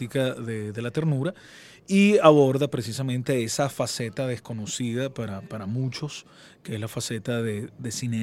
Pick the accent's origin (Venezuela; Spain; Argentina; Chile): Venezuela; somos venezolanos